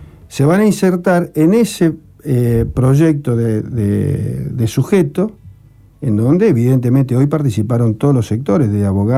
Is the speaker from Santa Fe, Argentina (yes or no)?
yes; Rosario, Santa Fe, Argentina; moved away; O sea, Rosario, yo soy hijo de Rosario, hace muchos años que vivo afuera.